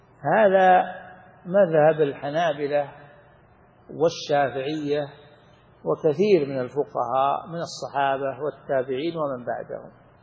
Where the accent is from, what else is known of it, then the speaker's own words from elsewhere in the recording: Saudi Arabia; ومن أحكام الأيمان والنذور عندنا في السعودية